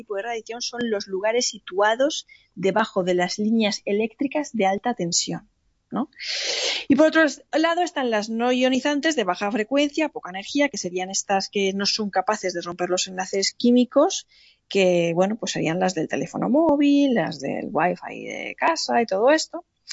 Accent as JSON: {"language": "Spanish", "town": "Alicante", "region": "Valencian Community", "country": "Spain", "said": "Menos mal que llevaba unas chanclas como buena alicantina"}